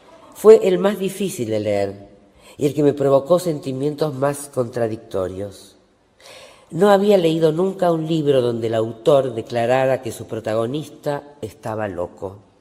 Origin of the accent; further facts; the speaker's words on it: Montevideo, Uruguay; Nací en Montevideo, Uruguay, en el año 1941.